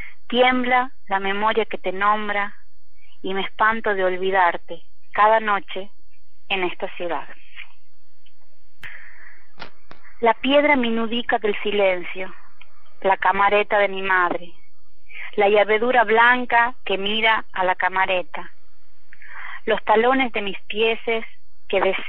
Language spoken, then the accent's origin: Spanish; Tucumán, Argentina; born there; nací en Tucumán en 1974 y soy nieta de inmigrantes sefaradíes que vinieron de Turquía.